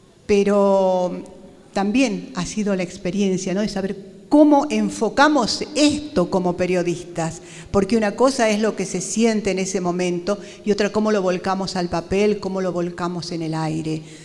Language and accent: Spanish; Jujuy, Argentina; Yo soy de La Puna